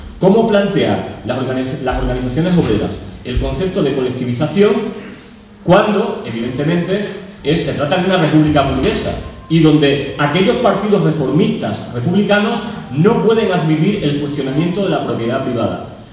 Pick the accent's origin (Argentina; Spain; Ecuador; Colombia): Spain; Extremadura; En Extremadura, todos los que somos extremeños